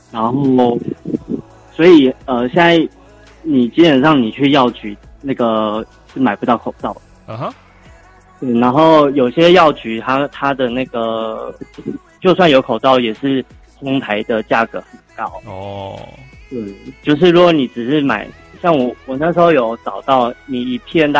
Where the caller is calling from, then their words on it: Brisbane, Queensland, Australia; 我在澳洲的布里斯本。